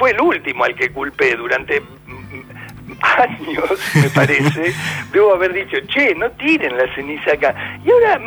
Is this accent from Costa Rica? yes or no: no; Russia; yo que vengo de Rusia, de Europa Oriental